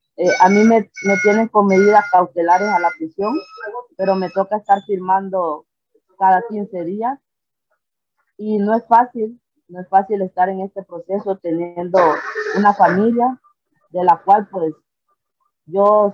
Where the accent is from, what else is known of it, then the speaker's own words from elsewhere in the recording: Trujillo, Colón, Honduras; Soy de Trujillo, Colón, garífuna, orgullosamente.